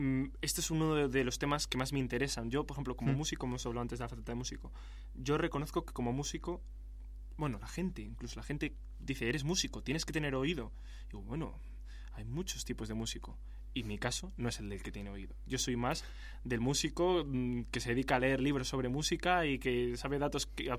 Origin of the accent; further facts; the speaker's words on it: Spain; no, yo soy español